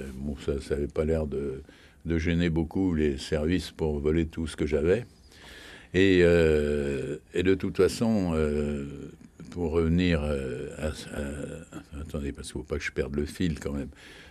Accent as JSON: {"language": "French", "country": "France", "said": "Je suis un Français qui ne peut pas allumer des scandales inutiles."}